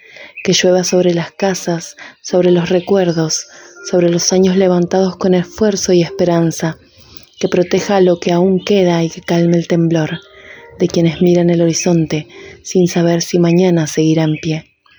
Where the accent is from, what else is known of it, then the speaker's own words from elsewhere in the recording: Cipolletti, Río Negro, Argentina; Escribo y soy narradora de Cipolletti.